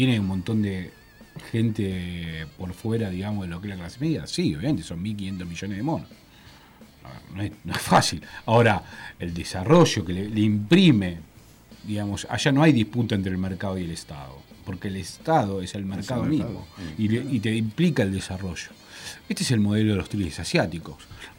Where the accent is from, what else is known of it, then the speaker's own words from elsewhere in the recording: Argentina; Pero no estoy pensando como argentino, estoy pensando como un chino.